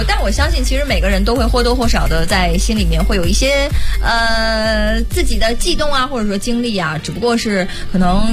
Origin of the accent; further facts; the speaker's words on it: Northeast China, China; 因为我是东北人。